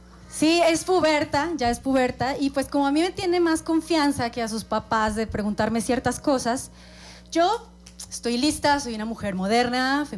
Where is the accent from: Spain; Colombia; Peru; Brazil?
Colombia; Así es, soy colombiana. También soy madrastra.